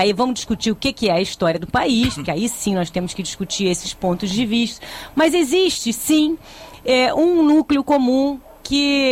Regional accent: Brazil; eu, como brasileira que estudei em boas escolas

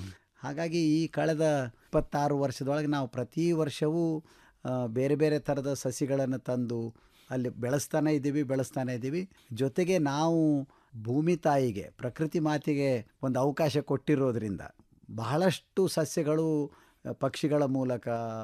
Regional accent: Athani, Karnataka, India; ನಮ್ಮ ಊರು ಅಥಣಿ. ಅಥಣಿ ಒಳಗೆ ನಮ್ಮ ಕುಟುಂಬದಿಂದ ಬಂದಂತಹ ಜಮೀನು ಅಲ್ಲಿರೋದ್ರಿಂದ

